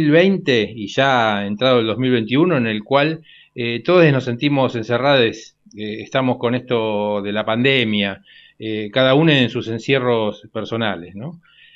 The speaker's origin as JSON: {"language": "Spanish", "region": "Buenos Aires", "country": "Argentina", "tie": "born there", "said": "Aguante Boedo, porque yo nací en Boedo. Qué loco, la vida cómo te lleva. Nací a 3 cuadras de donde estamos haciendo este programa."}